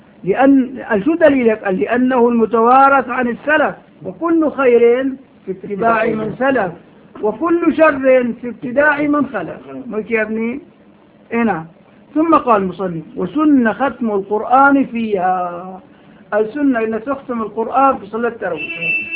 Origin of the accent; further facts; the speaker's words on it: Syria; هون عندنا بالشام